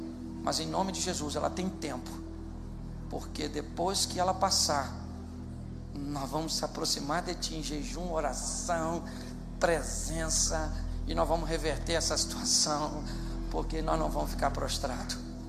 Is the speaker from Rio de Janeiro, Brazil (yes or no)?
yes; Rio de Janeiro, Brazil; Eu sou carioca, mas sou convertido.